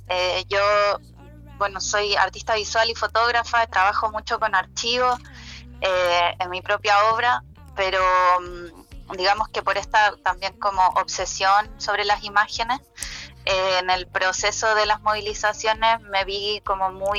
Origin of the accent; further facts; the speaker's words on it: Chile; now in Argentina; yo soy chilena, pero vivo en Argentina